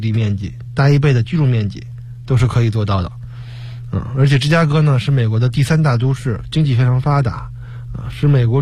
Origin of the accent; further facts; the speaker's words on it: northern China, China; 就是我个人来说是北方长大的，所以还是比较适应